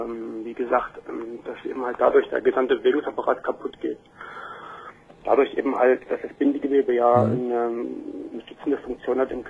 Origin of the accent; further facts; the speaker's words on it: East Germany, Germany; born there; Ich muss jetzt sagen, ich bin in der Ex-DDR geboren.